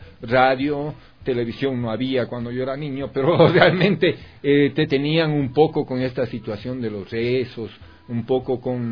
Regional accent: Ecuador; Como ecuatorianos somos muy diversos.

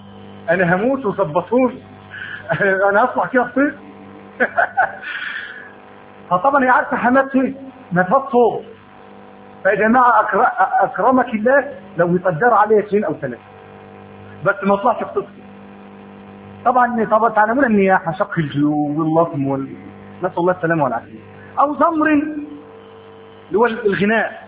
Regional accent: Egypt; كان الحرر الاجتماعي عندنا في مصر

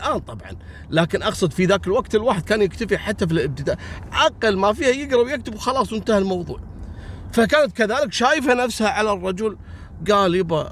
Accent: Kuwait; حتى عندنا في الكويت رجل ما يشوف المرأة اللي تقدم لها

